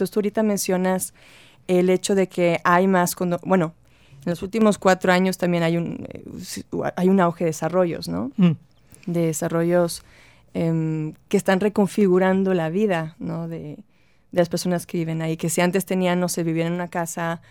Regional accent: Monterrey, Nuevo León, Mexico; luego empecé a viajar. Tenía 5 años viviendo fuera cuando regresé a Monterrey en enero el año pasado. Y sí me pareció que volvía a otra ciudad. O sea, mi ciudad natal y al mismo tiempo otra ciudad.

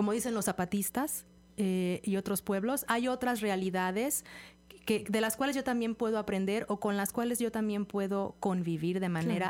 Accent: Mexico; para precisamente reencontrarnos con nuestros orígenes como personas, pero también como mexicanos

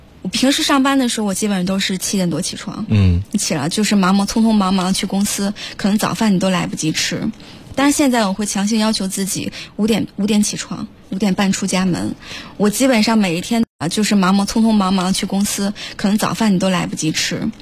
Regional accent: China; 我是中国人

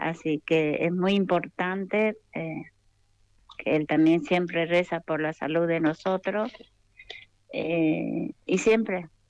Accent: Paraguay; now in Argentina; la gente de mi país. Yo soy paraguaya y siempre hacemos rezo, de rezar la novena.

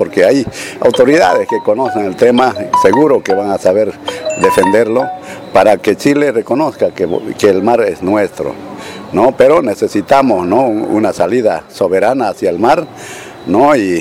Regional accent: Bolivia; para que nosotros como bolivianos podamos, ¿no?, sacar nuestros productos

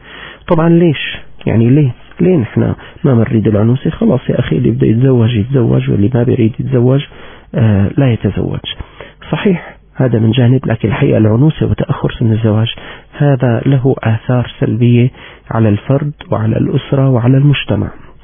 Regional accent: Syria; وذكرت لكم بأن مسحا صحيا أجري عندنا في سوريا في عام 2009

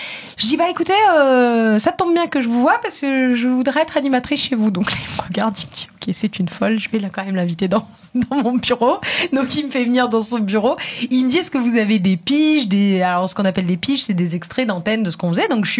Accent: Southern France, France; accent: southern French; Et puis j'avais mon petit accent du sud, etc.

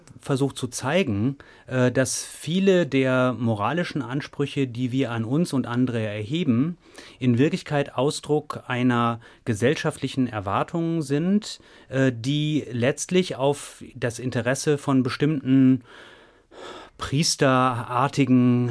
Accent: North Rhine-Westphalia, Germany; ich bin in Nordrhein-Westfalen zur Schule gegangen

